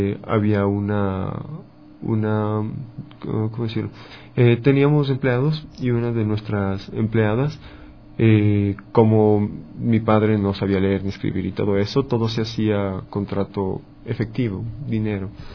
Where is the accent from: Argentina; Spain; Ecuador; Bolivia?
Ecuador; Quito, Pichincha; born there; yo nací en Quito, soy quiteño, nacido.